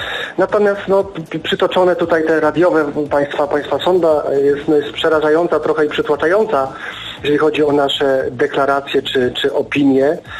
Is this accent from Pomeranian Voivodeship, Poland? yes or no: yes; Gdynia, Pomeranian Voivodeship, Poland; I piękną Gdynię oczywiście, tak, no bo to moje rodzinne miasto, więc to tak po pierwsze.